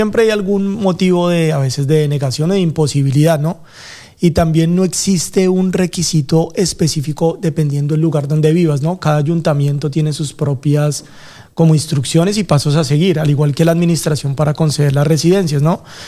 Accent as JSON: {"language": "Spanish", "country": "Colombia", "moved": "yes", "lives_now": "Spain", "said": "Normalmente vine de Colombia, pues llevo acá en España 2 años"}